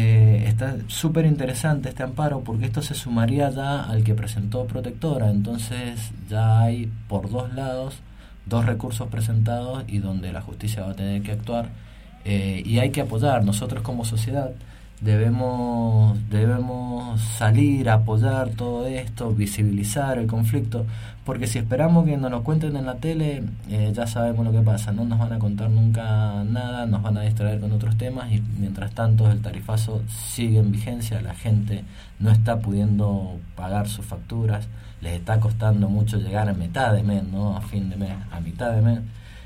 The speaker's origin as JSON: {"language": "Spanish", "country": "Argentina", "said": "Nosotros como usuarios, como argentinos, como pueblo, debemos saber cuánto"}